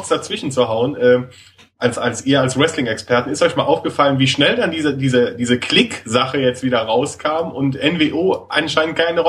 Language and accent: German; Rhineland, Germany; Ich als Rheinländer habe da natürlich genau ähnliche Lebensbedingungen wie in Rio de Janeiro.